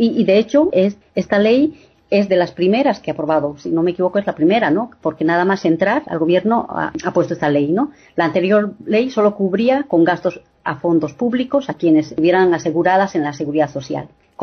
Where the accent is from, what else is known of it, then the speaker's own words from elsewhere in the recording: Bolivia; now in Murcia, Spain; hay una persona que es de Uruguay y yo que soy de Bolivia